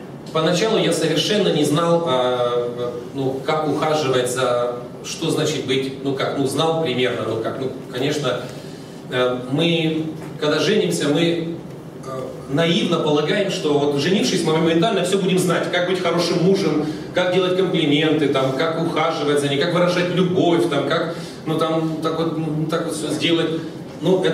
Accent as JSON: {"language": "Russian", "region": "Siberia", "country": "Russia", "tie": "born or raised there", "said": "Я вырос в Сибири, как у нас говорили, там народ пьет все, что горит"}